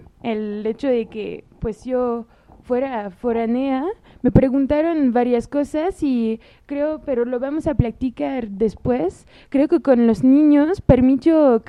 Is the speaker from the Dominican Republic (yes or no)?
no; France; Spanish is a second language; now in Mexico; para hablar de mi experiencia personal como francesa o como foránea